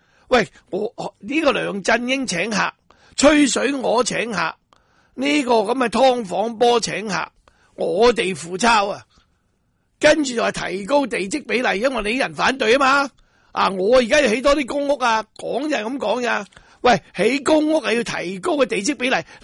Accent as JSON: {"language": "Cantonese", "country": "Hong Kong", "said": "即系我哋香港人要保障我哋香港人嘅权益咧"}